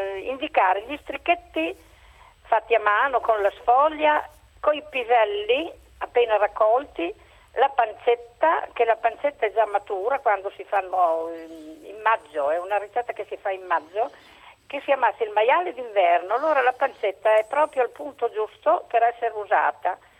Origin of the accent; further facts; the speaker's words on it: Fiorano Modenese, Emilia-Romagna, Italy; Io sono di Fiorano Modenese, in provincia di Modena.